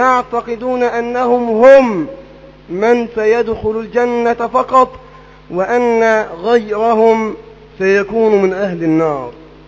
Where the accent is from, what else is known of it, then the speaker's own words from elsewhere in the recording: Egypt; هذه الفرقة موجودة تنتشر في كل مكان في بلدنا مصر